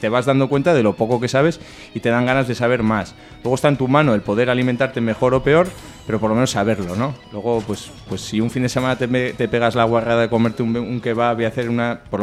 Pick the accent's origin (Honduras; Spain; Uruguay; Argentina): Spain; Barañáin, Navarre; now in Sarriguren, Spain; Yo ahora estoy viviendo en Sarriguren, aunque soy de Barañáin